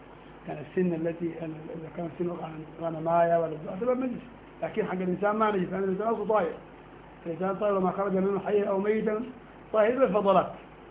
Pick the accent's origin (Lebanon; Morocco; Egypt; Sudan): Sudan; نحن قديما عندنا في السودان كان في مخدات من ريش النعام